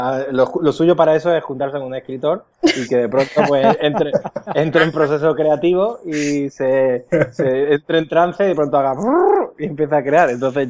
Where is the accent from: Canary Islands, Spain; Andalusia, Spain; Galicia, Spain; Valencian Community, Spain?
Andalusia, Spain; Málaga; yo soy de Málaga también y me queda, ahora mismo todavía estoy en Málaga. Todavía no me he ido a extranjero.